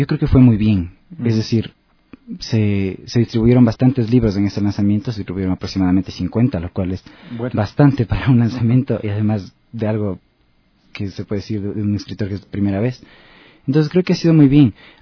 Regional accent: Otavalo, Imbabura, Ecuador; Yo, como soy de Otavalo, estuve todo el tiempo rodeado de tradiciones orales, leyendas que me contaba sobre todo mi abuelo.

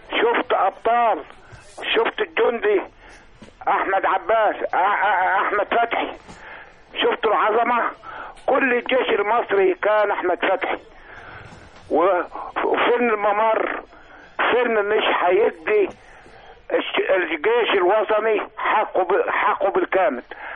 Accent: Egypt; احنا كشعب مصري وراك في الميدان

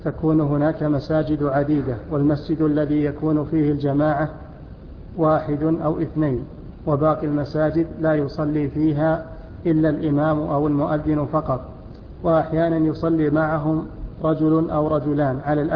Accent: Jeddah, Makkah Province, Saudi Arabia; أنا من جدة وعندي دورة في الرياض لمدة شهر تقريبا

